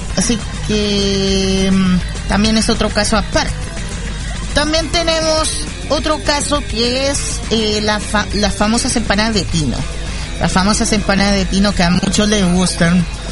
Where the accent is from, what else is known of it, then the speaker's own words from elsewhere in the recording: Chile; Sí, soy chileno, mi estimada Karin. Sí, soy chileno.